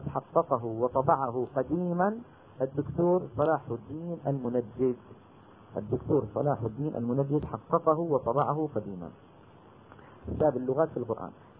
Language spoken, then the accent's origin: Arabic; Damascus, Damascus Governorate, Syria; أنا مثلا دمشقي، إذا سمعت إنسان عراقي عم يتكلم ممكن أفهم يعني كمية كبيرة جدا من كلامه